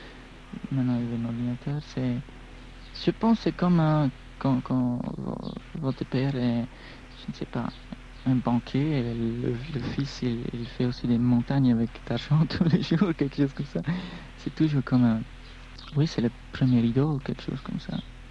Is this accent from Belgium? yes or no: yes; Brussels, Brussels-Capital Region, Belgium; born there; on sent aussi que je ne viens pas de Paris, je viens de... Oui, je suis né à Bruxelles.